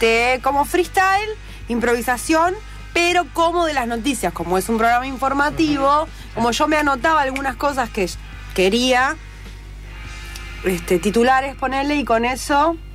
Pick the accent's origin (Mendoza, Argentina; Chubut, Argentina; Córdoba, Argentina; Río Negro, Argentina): Chubut, Argentina; Trelew; now in Buenos Aires, Argentina; Soy de Trelew.